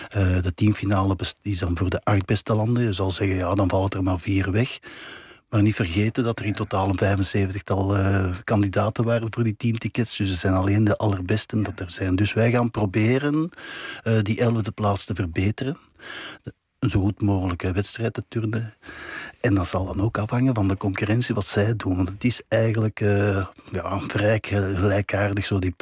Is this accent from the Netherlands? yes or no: no; Belgium; Ik ben een Belg natuurlijk, maar ik ben een turn-Nederlander in hart en nieren.